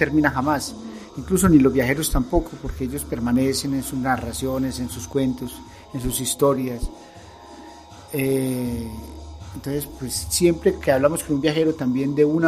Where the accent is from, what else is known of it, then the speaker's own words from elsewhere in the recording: Colombia; born there; aunque nací en Colombia, pero soy del mundo, ¿no? Me considero del mundo.